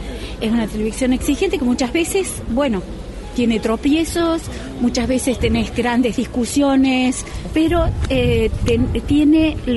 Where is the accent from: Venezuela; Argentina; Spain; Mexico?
Argentina; Córdoba; also born or lived in United States; yo soy de Córdoba